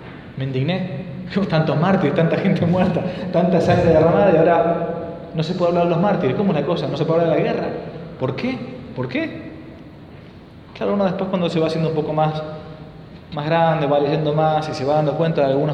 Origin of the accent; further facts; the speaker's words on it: Argentina; Yo soy argentino, vivo muchos miles de kilómetros de acá